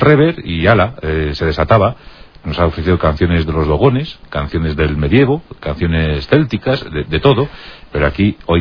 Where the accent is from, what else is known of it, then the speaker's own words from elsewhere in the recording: Albacete, Castilla-La Mancha, Spain; yo soy de Albacete